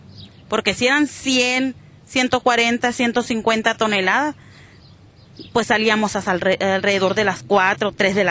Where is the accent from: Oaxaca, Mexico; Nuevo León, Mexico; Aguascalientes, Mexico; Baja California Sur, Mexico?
Baja California Sur, Mexico; Santa Rosalía; Soy del municipio de Mulegé, Santa Rosalía, Baja California.